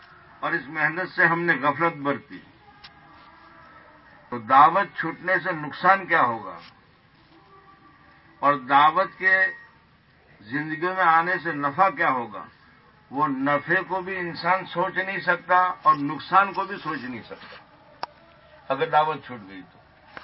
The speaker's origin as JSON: {"language": "Urdu", "region": "Gujarat", "country": "India", "tie": "born or raised there", "said": "دعوت کے کام کو کوئی جانتا نہیں تھا گجرات میں. ہمارے گاؤں میں جماعت آئی میوات کی اور نظام الدین کی تشکیل کی"}